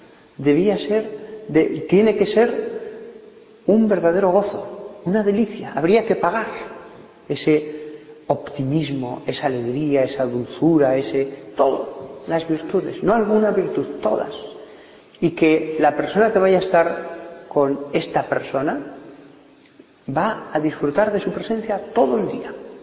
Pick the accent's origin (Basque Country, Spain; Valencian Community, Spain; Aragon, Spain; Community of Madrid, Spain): Aragon, Spain; Barbastro; Yo he conocido en Barbastro, de donde soy